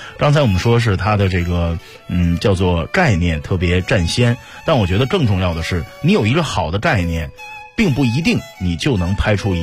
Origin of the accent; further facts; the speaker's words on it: Northeast China, China; 用我们东北老家的这个方言说的魔怔。